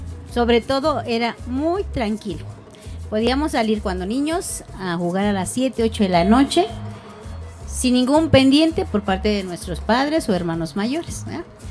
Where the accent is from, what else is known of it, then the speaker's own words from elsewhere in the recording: San Francisco Culhuacán, Mexico City, Mexico; also born or lived in Portales; yo no nací aquí directamente. Yo nací en Portales. Me trajeron de muy niña, yo creo que 2-3 años a vivir aquí. Así que prácticamente he vivido toda mi vida aquí. Viví en San Francisco hasta los 18 años, no, 19 años